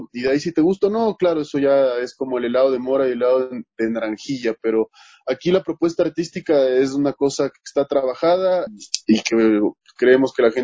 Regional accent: Quito, Pichincha, Ecuador; como quiteños, en mi caso, que tengo además un legado lojano bastante fuerte por mi familia

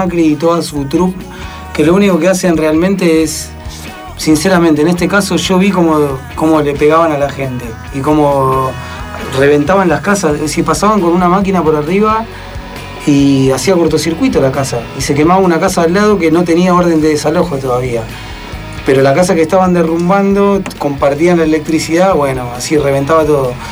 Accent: Buenos Aires, Argentina; yo soy del Abasto de Almagro

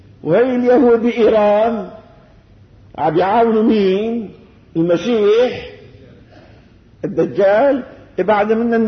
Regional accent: Syria; وان شاء الله بلدنا هي بلدنا سوريا

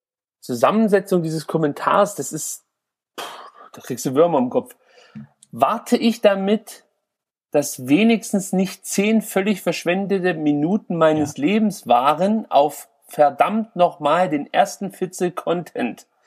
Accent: East Germany, Germany; Ich komme aus dem Osten und da sagen wir machen uns ein Pussing.

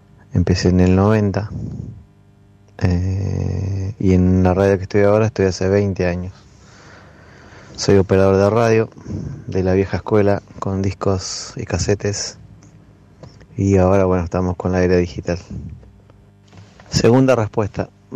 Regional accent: Ushuaia, Tierra del Fuego, Argentina; soy nacido y criado acá en Ushuaia.

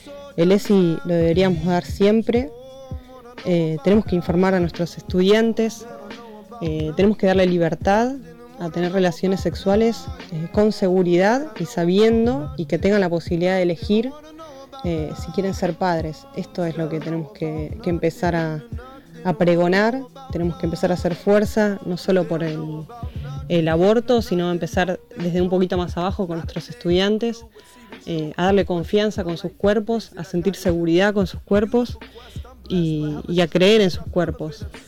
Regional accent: Buenos Aires, Argentina; tengo 34 años, soy de Buenos Aires.

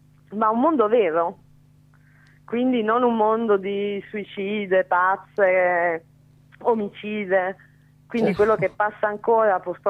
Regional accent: Naples, Campania, Italy; now in Milan, Italy; No napoletanissima sempre

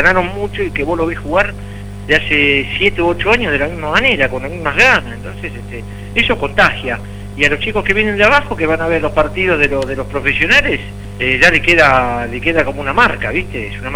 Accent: Buenos Aires, Argentina; Yo, fíjate que me crié en Brance en 1737 y sigo viviendo a 7 cuadras de la cancha de Boca todavía.

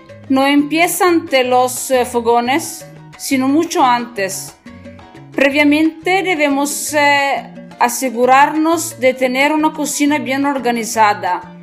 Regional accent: northern Italy, Italy; Spanish is a second language; Soy italiana del norte de Italia.

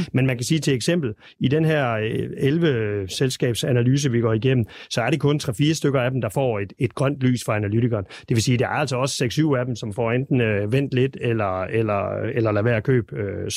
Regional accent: West Jutland, Denmark; i øvrigt også en af mine første aktier, som vestjyde tilbage i 80-90'erne

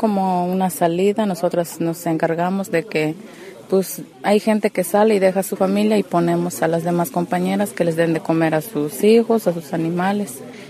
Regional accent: Cuescontitla, Mexico; soy de Cuescontitla y tengo el cargo de delegada.

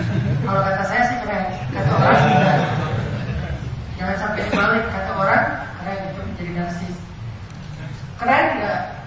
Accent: Aceh, Indonesia; Saya orang Sumatera, Aceh, yang dulu lagi rame-ramenya GAM.

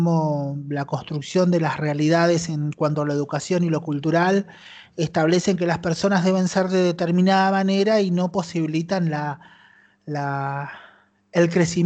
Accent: Luján, Buenos Aires Province, Argentina; born there; a mí apenas nací, me abandonaron en la década del 70, me abandonaron en un hotel en las cercanías de Luján

